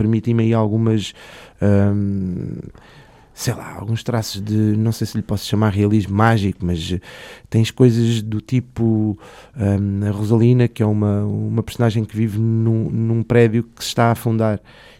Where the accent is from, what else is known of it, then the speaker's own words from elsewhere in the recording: Lisbon, Portugal; nós, como lisboetas, temos a responsabilidade de zelar pelo bem-estar de quem aqui vive